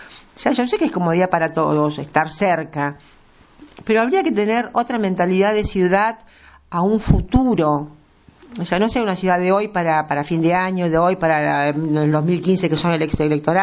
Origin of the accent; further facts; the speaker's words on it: Buenos Aires, Argentina; also born or lived in Chaco; soy alumna del Colegio Santa Ana, de Avenida del Libertador, conozco muy bien Belgrano desde chica